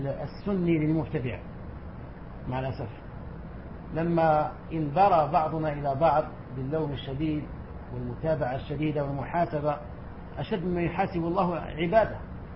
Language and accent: Arabic; Algeria; وعندنا في الجزائر أيضا كان الأمر كذلك.